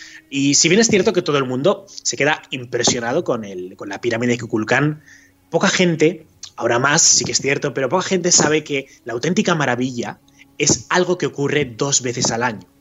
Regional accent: Zaragoza, Aragon, Spain; que yo soy de Zaragoza y eso

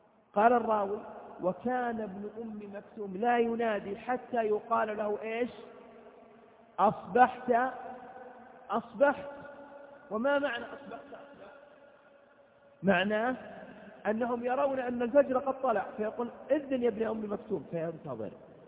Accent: Saudi Arabia; بعض البلاد العربية القريبة من بلادنا المملكة العربية السعودية

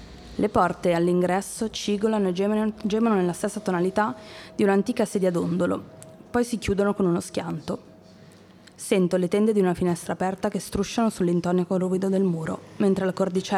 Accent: Milan, Lombardy, Italy; Poi sicuramente noi siamo di Milano

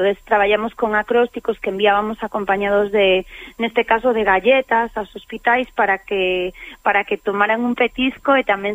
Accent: Lugo, Galicia, Spain; eu son lucense, lucense que presume de ser lucense, a pesar de non vivir en Lugo

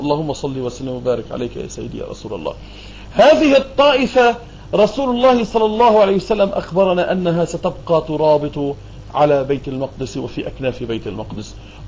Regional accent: Beirut, Beirut Governorate, Lebanon; لكني 100% ما عندي ولا أي شرش فلسطيني، ولكني أتحدث عن القدس وعن فلسطين أكثر مما أتحدث عن بيروت اللي هي مدينتي وعن لبنان اللي هو بلدي

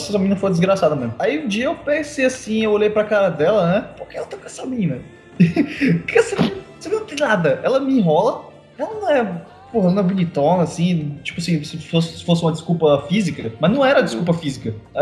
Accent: Southeast, Brazil; Eu? Como assim? Eu vivi lá a minha infância inteira e eu sou de lá, eu nasci lá, eu sou doido.

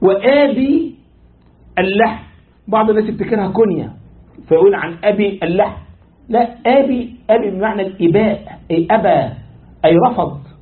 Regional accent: Egypt; انت عارف عندنا في مصر لك ايه؟ تشابه أسماء.

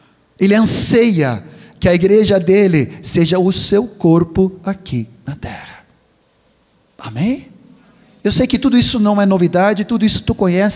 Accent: Sweden; now in Brazil; como eu vim da Suécia, ainda sou sueco, mas eu não sou mais estrangeiro, eu sou brasileiro, sou gaúcho

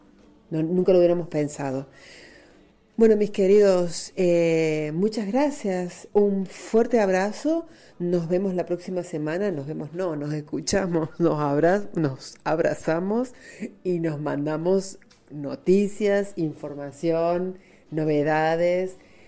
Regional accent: Argentina; lo que a mí, por lo menos como argentina, me dolía

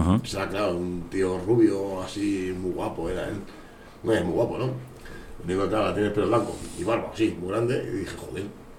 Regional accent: Spain; Pero no, es latín. Somos de España

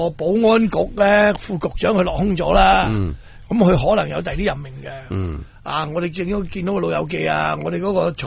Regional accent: Hong Kong; 喂，我哋香港人好争啲地产霸权

